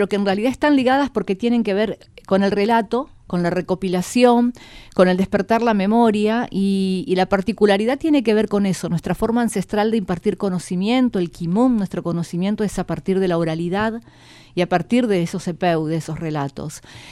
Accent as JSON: {"language": "Spanish", "region": "Chubut", "country": "Argentina", "said": "Vengo de Kurama, Pukuyamen, se conoce así, desde la provincia de Chubut. Soy una mujer mapuche"}